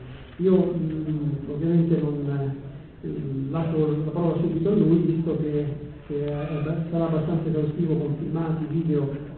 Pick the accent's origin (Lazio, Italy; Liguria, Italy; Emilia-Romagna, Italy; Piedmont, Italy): Liguria, Italy; Sanremo; Io vengo da Sanremo